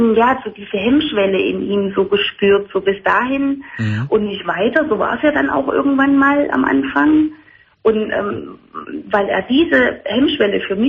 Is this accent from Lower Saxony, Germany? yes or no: no; Thuringia, Germany; born there; Ich komme gebürtig aus Thüringen und habe mir da aber was aufgebaut.